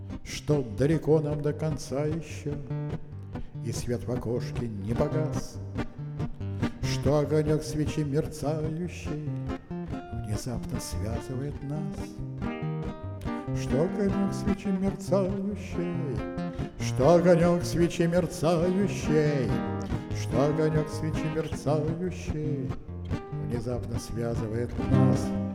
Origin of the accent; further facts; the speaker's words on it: Leningrad, Saint Petersburg, Russia; born there; я родился в Ленинграде. Но родители мои родились в Могилеве, многие в белорусском Могилеве. И многие поколения моих предков жили там.